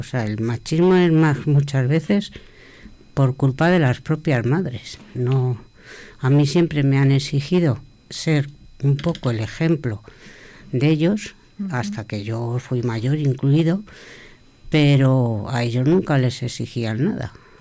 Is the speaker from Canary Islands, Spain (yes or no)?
no; Madrid, Community of Madrid, Spain; born there; Yo nací en Madrid y bueno, me he jugado con mis hermanos.